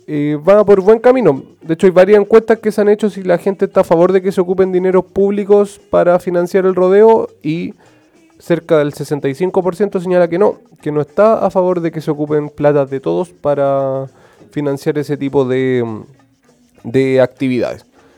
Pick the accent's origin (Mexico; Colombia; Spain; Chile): Chile; lo como somos como sociedad chilena